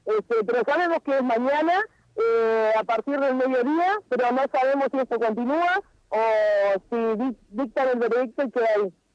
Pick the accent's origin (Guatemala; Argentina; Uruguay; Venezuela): Argentina; Las Heras; la localidad de Las Heras, mi pueblo, estaba totalmente sitiado y quedó con miedo.